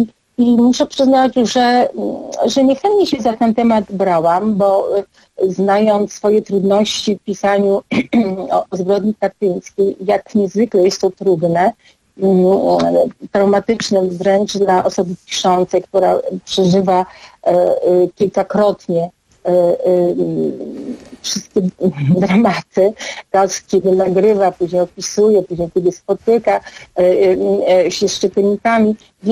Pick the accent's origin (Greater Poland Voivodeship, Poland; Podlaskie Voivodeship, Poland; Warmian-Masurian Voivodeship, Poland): Podlaskie Voivodeship, Poland; born there; mimo że ja się urodziłam na Suwalszczyźnie, z tym, że ja urodziłam się z drugiej strony. Byłam chrzczona w Bakałżewie, to jest kościół, który stoi nad rzeką Rospudą